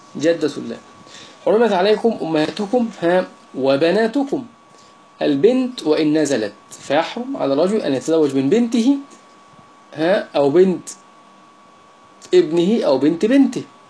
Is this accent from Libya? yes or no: no; Egypt; يعني عندنا في مصر يقول